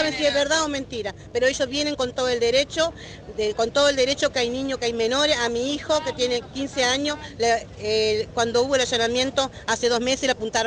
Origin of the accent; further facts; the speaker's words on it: Argentina; Yo soy argentina